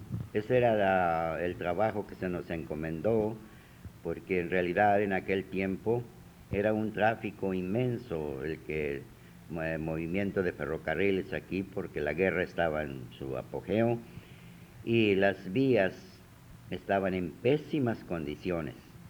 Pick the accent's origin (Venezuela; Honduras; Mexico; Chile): Mexico; Pero nosotros tenemos la experiencia como mexicanos de nunca dejarnos.